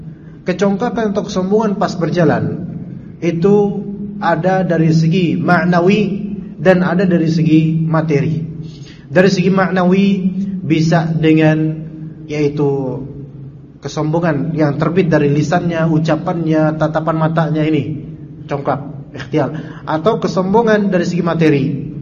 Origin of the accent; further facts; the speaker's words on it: Jakarta, Indonesia; also born or lived in Salatiga; Naik bis mau pulang ke Jakarta ini karena kampung saya kan di sini.